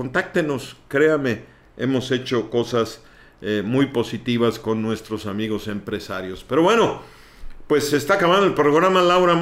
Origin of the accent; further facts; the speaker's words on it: Mexico; Nosotros somos los mexicanos a veces muy sensibles en ese sentido.